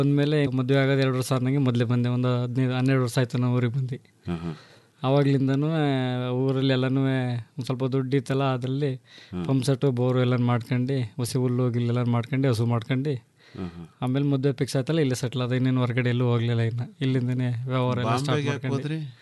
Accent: Karnataka, India; ನಾವು ಕಾಪ್ನಲ್ಲಿ, ಬುಕ್ಕನಕೆರೆ ಹೋಬಳಿ, ಕೆಆರ್ಪೇಟೆ ತಾಲೂಕು, ಮಂಡ್ಯ ಜಿಲ್ಲೆ.

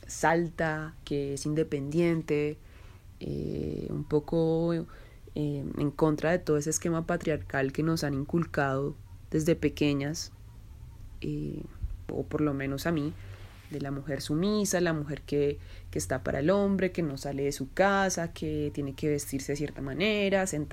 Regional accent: Zipaquirá, Cundinamarca, Colombia; born there; moved away as an adult; now in Bogotá, Colombia; yo nací en Zipaquirá y hace un poco más de 10 años me vine a vivir a Bogotá cuando terminé mi carrera universitaria.

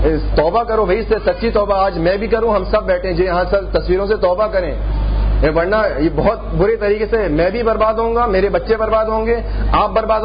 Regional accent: Mecca, Makkah Province, Saudi Arabia; also born or lived in Jeddah; میں 10 سال مکہ میں رہا, 10 سال جدہ میں رہا, میرا مکہ شریف میں بچپن گزرا ہے.

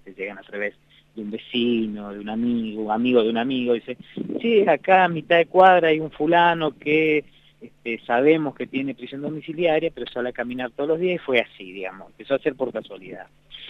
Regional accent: Resistencia, Chaco, Argentina; Yo vengo del Chaco, y en Resistencia nos conocemos todos

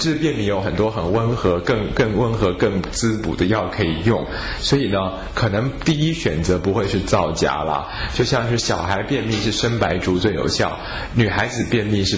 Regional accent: China; 比如说我们中国人说皂这个字其实是黑色的意思啊

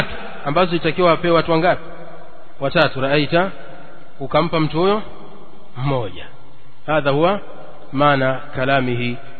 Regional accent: Kigoma, Tanzania; ama ziko sehemu zingine kama nyumbani kwetu Kigoma ni ugali, unga raita.

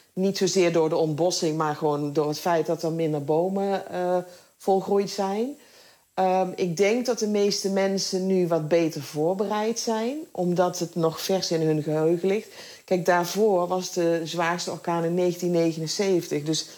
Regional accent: Netherlands; ik ben in Nederland opgegroeid en ik ben niet opgegroeid met de Bijbel.

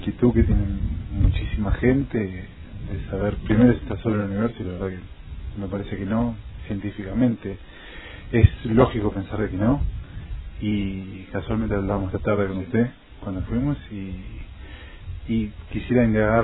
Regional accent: Quilmes, Buenos Aires Province, Argentina; De Quilmes.

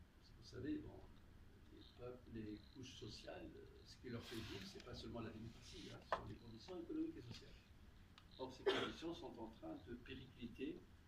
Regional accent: Tunisia; Mais chez nous, en Tunisie, quel est notre environnement?

